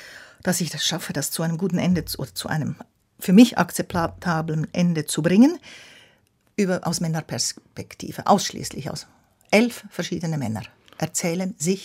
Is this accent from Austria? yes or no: no; Switzerland; born there; Ich bin ja in der Schweiz geboren.